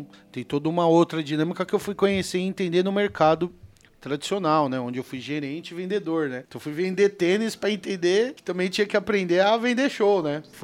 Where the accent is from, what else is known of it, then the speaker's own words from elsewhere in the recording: São Paulo, Brazil; né? Eu nasci aqui em São Paulo mesmo, na maternidade de São Paulo. Morei e moro entre Campo Limpo, Zona Sul e Taboão da Serra, né? Cresci nesses dois territórios.